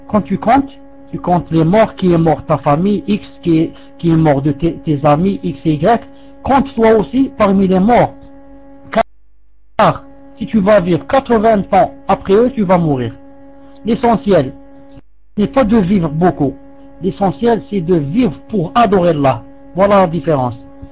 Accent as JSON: {"language": "French", "country": "Algeria", "said": "comme chez nous en Algérie, hein, les vieilles traditions"}